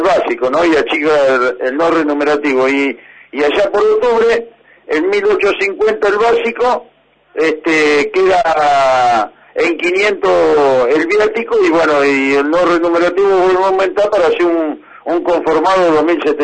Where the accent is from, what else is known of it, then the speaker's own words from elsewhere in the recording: Argentina; hagamos voto como argentino, como obrero